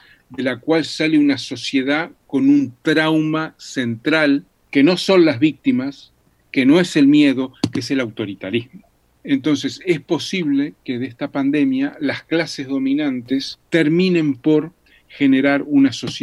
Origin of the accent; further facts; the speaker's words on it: Uruguay; como en mi país, Uruguay